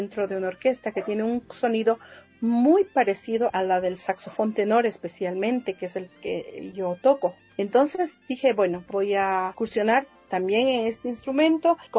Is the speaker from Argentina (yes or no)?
no; Ecuador; nos vamos a dar a conocer como saxofonistas ecuatorianos